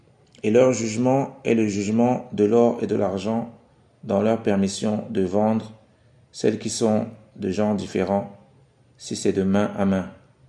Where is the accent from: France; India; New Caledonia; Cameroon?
Cameroon; Comme c'est le cas ici chez nous, au Cameroun